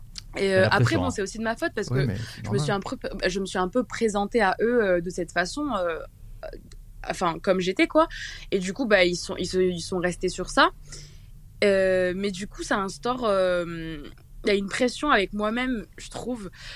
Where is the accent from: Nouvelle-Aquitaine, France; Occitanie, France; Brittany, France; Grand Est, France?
Occitanie, France; Toulouse; j'ai 18 ans et je viens de Toulouse.